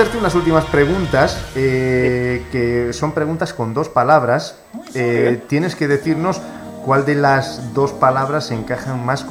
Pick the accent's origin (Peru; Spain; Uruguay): Spain; Catalonia; yo soy catalán también, yo soy culé